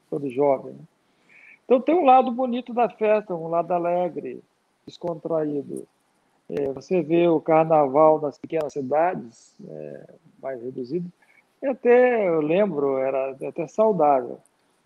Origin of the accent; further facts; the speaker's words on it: Vitória, Espírito Santo, Brazil; also born or lived in Rio de Janeiro, Brazil; now in Piracicaba, Brazil; Eu sou originário da cidade de Vitória, Espírito Santo, embora morando em Piracicaba há mais de 30 anos, recebi o título de cidadão piracicabano, me sinto parte aqui da região. E morei boa parte também no Rio de Janeiro, onde eu estudei, fiz agronomia.